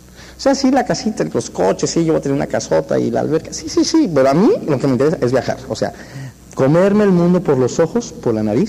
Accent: Mexico; Ay, no, Diosito, yo soy mexicano.

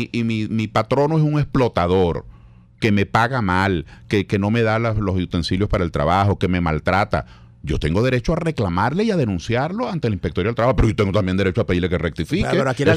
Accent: Venezuela; Porque nosotros los civiles, en fin de cuentas, civiles somos. Somos venezolanos igual.

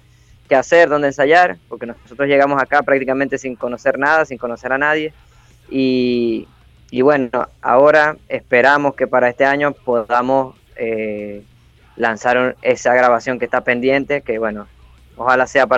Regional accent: Venezuela; Somos venezolanos, tenemos demasiada tela donde cortar.

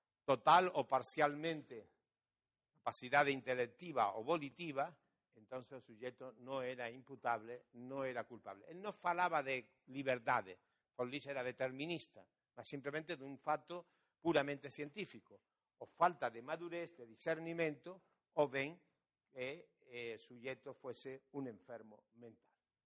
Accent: Portugal; Spanish is a second language; uno de los problemas que yo tengo como portugués es que nunca estudié portugués, nunca estudié gramática portuguesa

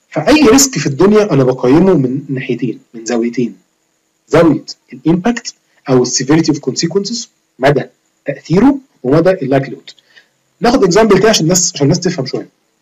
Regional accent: Egypt; احنا كمصريين مش دولة كل يوم بنقوم على زلزال

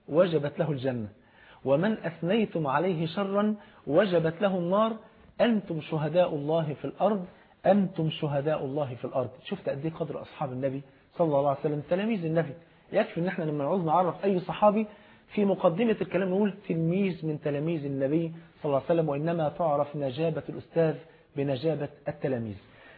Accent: Egypt; المثل عندنا في مصر بيقول اختار الجار قبل الدار

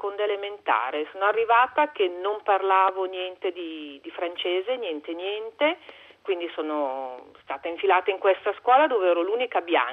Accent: Milan, Lombardy, Italy; sono a Milano, sono di Milano, abito in fondo via Padova.

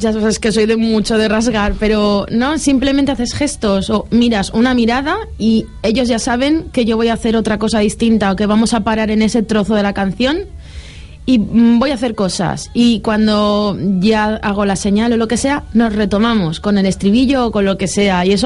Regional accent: Valencian Community, Spain; como buena valenciana y fallera.

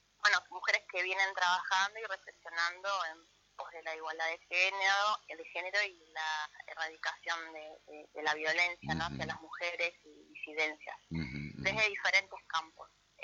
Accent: Concordia, Entre Ríos, Argentina; Yo soy de Concordia, pero estuve mucho tiempo afuera

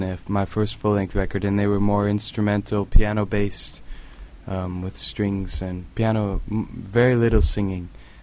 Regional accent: Portland, Oregon, United States; I am a musician from Portland, Oregon, and I now tour playing music.

